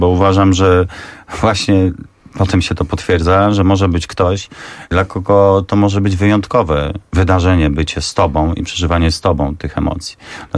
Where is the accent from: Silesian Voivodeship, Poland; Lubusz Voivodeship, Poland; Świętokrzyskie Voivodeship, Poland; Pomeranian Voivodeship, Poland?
Świętokrzyskie Voivodeship, Poland; Kielce; moved away as an adult; jako młody, zbuntowany chłopak, 18-letni, wyjechałem z Kielc do Gdyni. Mówię, o Jezu, jak super, jak daleko od domu, nowe życie, nowa przygoda.